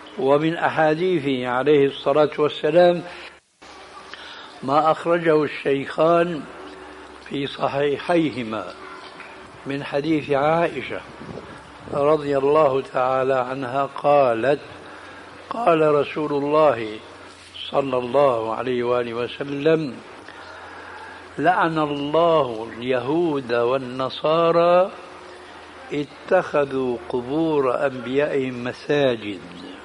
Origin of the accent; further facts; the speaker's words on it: Damascus, Damascus Governorate, Syria; عندنا في دمشق بيقولوا قبر يحيى في وسط مسجد بني أمية،